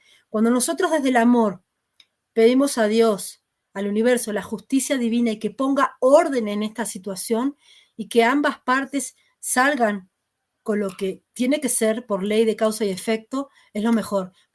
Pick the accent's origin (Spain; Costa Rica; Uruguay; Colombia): Uruguay; Tal vez en Uruguay, en mi país, no